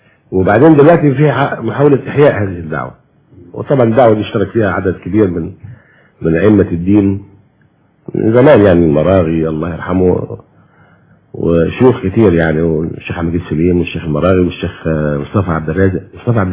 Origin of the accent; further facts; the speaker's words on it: Egypt; واحنا يا مصريين كل المصريين محبين جدا لاهل البيت